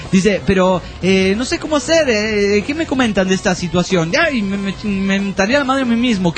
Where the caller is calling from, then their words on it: Badalona, Catalonia, Spain; de Badalona, Barcelona, España.